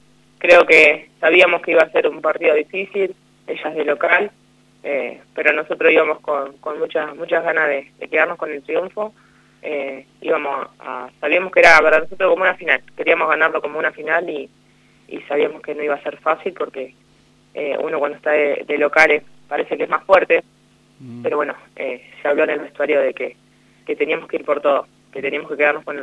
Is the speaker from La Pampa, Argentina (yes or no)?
yes; La Maruja, La Pampa, Argentina; yo soy de La Maruja, me anoté para ir a jugar acá.